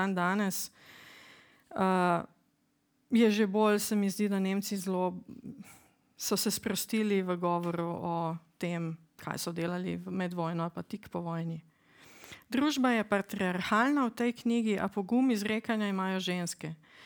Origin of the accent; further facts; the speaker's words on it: Maribor, Drava, Slovenia; ker sem kot otrok prečepela dneve v pionirske knjižnici v Mariboru